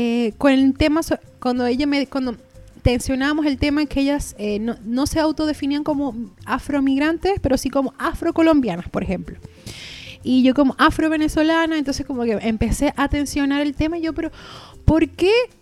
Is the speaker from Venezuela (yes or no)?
yes; Venezuela; no es ni decir que soy venezolana ni nada, sino migrante, fin.